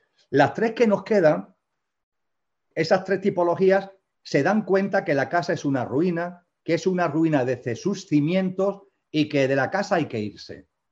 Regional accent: Andalusia, Spain; en Andalucía, donde yo resido, donde yo vivo, donde yo nací y vivo

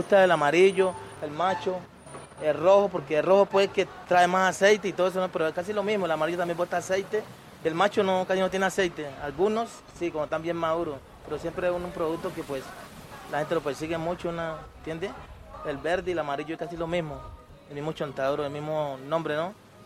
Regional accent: Bajo Baudó, Chocó, Colombia; born there; moved away as an adult; En el Bajo Audón.

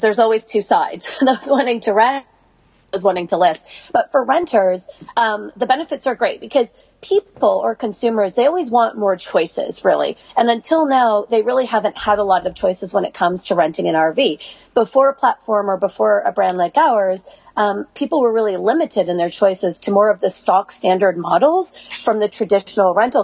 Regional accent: Canada; also born or lived in London / Sydney; now in United States; I am Canadian, but I left Canada, and I've worked in London and Europe and Sydney and Australia, and then lastly in the United States, based out of New York.

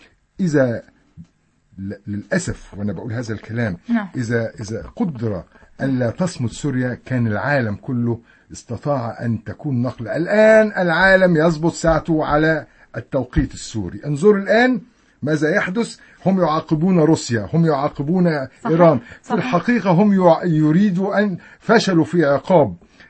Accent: Egypt; أنا كنت بمشي في حلب وما بتعرف أن أنا مصري

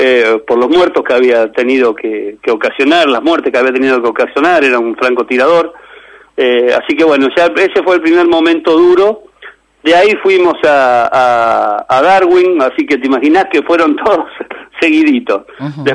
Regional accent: Argentina; no tenemos el buen trato como vecinos, digamos, o sea, como argentinos

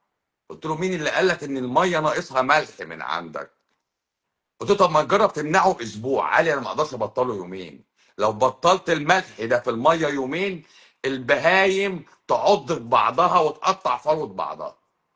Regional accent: Egypt; ان انا مصري

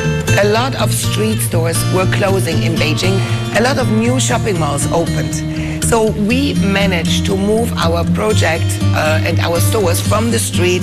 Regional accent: Switzerland; now in China; I'm from Switzerland

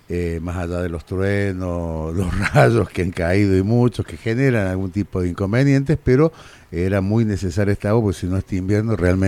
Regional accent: Capilla del Monte, Córdoba, Argentina; es un ciudadano de esta Capilla del Monte, nací en Capilla del Monte un 10 de enero del año 63, es decir, tengo 60 años.

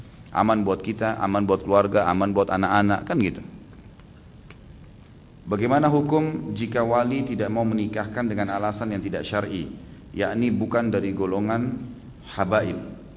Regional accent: East Java, Indonesia; kita kebetulan dari Jawa Timur, orang Jawa Timur.

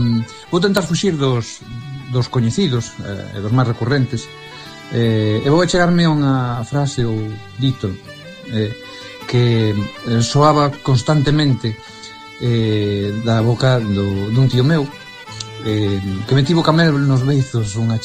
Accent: Arzúa, Galicia, Spain; Esta frase eu, como son da Arzúa, vos decía, oína sempre relacionada co queixo, pero supoño que é unha deformación por ser precisamente daqui da Arzúa.

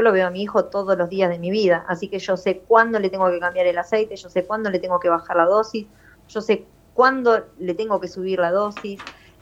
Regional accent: La Plata, Buenos Aires Province, Argentina; Yo soy de La Plata

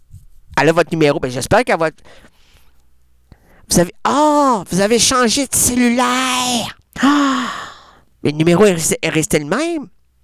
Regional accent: Trois-Pistoles, Quebec, Canada; Moi, je viens de Trois Pistoles.

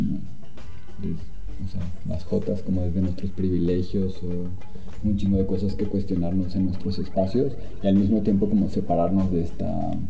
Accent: Mexico City, Mexico; de la Ciudad de México

